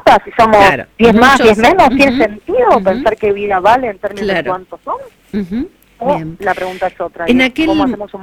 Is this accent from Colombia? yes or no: no; Quilmes, Buenos Aires Province, Argentina; moved away as an adult; now in Buenos Aires, Argentina; Yo estuve en Quilmes, soy de Quilmes Oeste, fui al colegio allá, mis viejos son de Quilmes, mi familia es de Quilmes, y me vine a la capital federal bastante joven, a los 20, 21, cuando me vine a estudiar